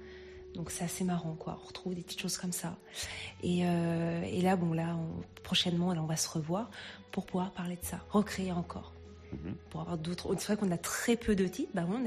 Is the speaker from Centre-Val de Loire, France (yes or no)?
yes; Châteauroux, Centre-Val de Loire, France; Alors moi, je viens du centre de la France, plus sur Châteauroux, en fait.